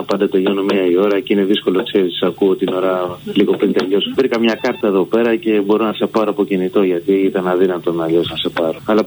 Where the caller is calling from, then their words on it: New Zealand; είμαι από Νέα Ζηλανδία.